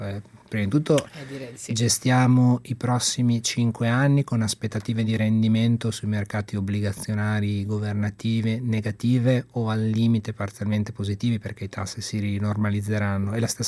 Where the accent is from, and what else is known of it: Imola, Emilia-Romagna, Italy